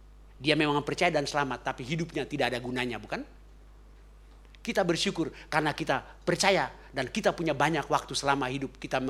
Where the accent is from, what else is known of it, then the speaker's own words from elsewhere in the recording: Ambon, Maluku, Indonesia; karena saya orang Ambon